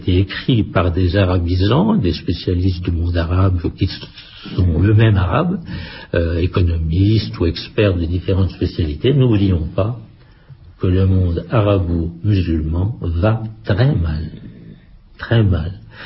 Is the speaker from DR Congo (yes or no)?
no; France; je trouve qu'en tant qu'Européen, notre responsabilité était quand même un peu en cause et en tant que Français, davantage.